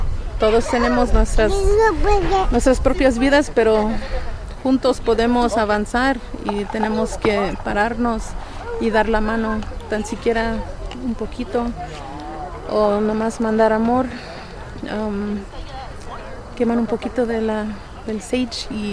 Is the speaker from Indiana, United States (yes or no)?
no; Chicago, Illinois, United States; Pues yo soy de Chicago. Mi descendencia es la cultura náhuatl.